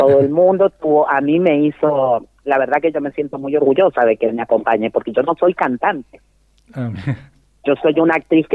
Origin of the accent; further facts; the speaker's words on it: Chile; Porque yo soy chilena y porque mis padres, los dos eran de Valparaíso, se conocieron en Valparaíso